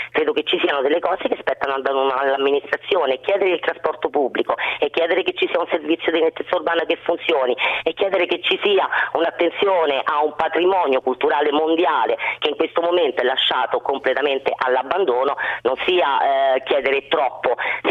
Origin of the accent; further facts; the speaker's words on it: Rome, Lazio, Italy; da romana mi vergogno degli stranieri che vengono e che non si trovano davanti quella che è la Roma che io amo